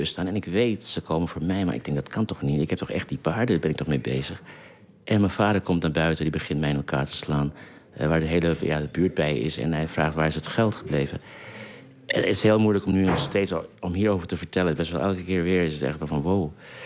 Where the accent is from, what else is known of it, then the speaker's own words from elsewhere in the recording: Suriname; first language Saramaccan; Dutch is a second language; now in Netherlands; Nee, mijn moedertaal is Saramakkaans, hè.